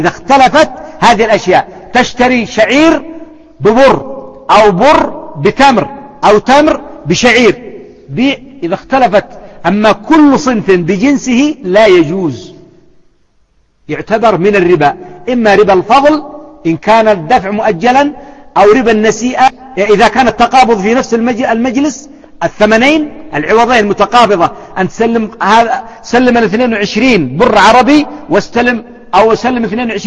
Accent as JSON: {"language": "Arabic", "country": "Yemen", "said": "وأيضا البر عندنا في اليمن ما زال يتفاوت"}